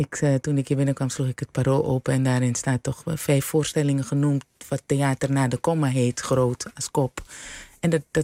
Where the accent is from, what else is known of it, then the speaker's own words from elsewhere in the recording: Suriname; En opgroeiend in Suriname is dat heel belangrijk.